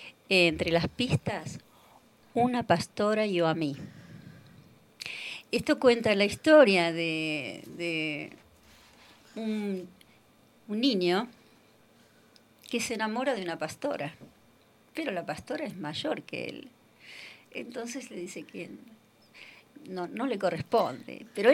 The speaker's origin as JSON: {"language": "Spanish", "country": "Argentina", "said": "Entonces, ahí como artista argentina que viene a cantar esta música"}